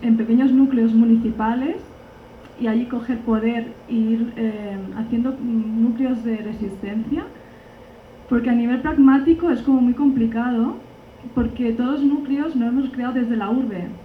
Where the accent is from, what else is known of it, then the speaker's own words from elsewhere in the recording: Barcelona, Catalonia, Spain; yo vengo de Barcelona y allí hacemos muchos grupos de debate sobre ecología social